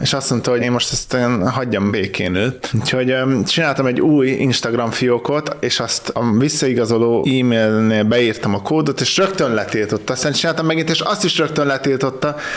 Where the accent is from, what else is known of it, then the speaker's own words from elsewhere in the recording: Hungary; De mint magyar, mindig előnybe fogom részesíteni a magyar kontentet.